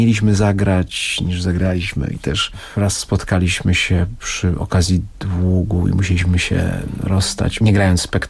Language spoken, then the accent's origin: Polish; Oświęcim, Lesser Poland, Poland; urodziłem się w Oświęcimiu, moja mama, moja siostra z rodziną mieszka w Brzezińce, w domu, z którego widać obóz. Byłem wściekły jako dziecko, że mieszkam w takim miejscu